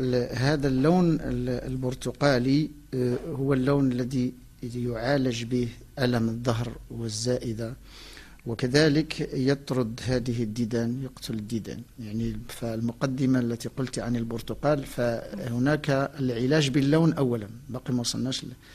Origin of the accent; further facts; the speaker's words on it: Morocco; ولكن التفاح عندنا في المغرب، النوع ديال المغرب هو ينضج في شهر 6